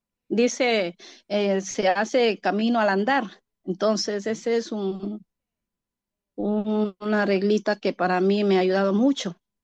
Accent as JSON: {"language": "Spanish", "country": "Ecuador", "lives_now": "New York, United States", "said": "yo como siempre he estado en la ciudad de Nueva York porque soy ecuatoriana y mi comunidad ecuatoriana, la mayoría está en Queens, Nueva York"}